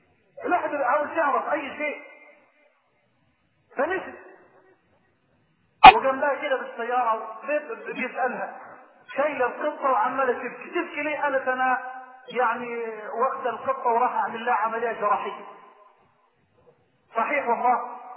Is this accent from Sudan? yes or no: yes; Sudan; استثمرت ربع ما يدره البترول في بلدي السودان